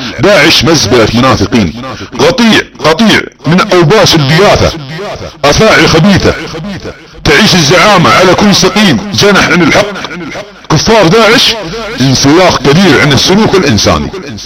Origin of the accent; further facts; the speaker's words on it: Saudi Arabia; accent: Saudi; على لهجتنا السعوديه